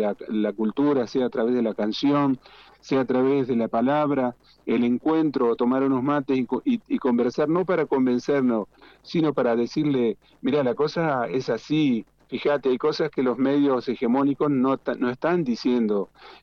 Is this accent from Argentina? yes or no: yes; Entre Ríos, Argentina; born there; now in Mendoza, Argentina; acá en Mendoza, es más, mira, yo soy nacido en Entre Ríos, yo nací en la costa del río Uruguay, a 300 metros del río Uruguay.